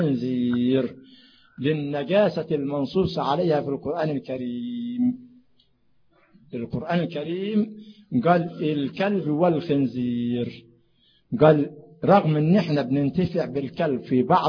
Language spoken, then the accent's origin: Arabic; Sharqia Governorate, Egypt; انا من الشرقيه